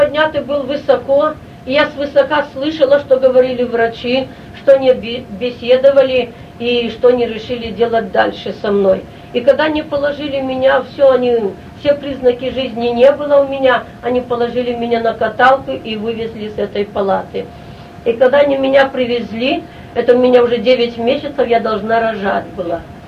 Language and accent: Russian; Belarus; я родом отсюда, с Белоруссии, назад возвратиться домой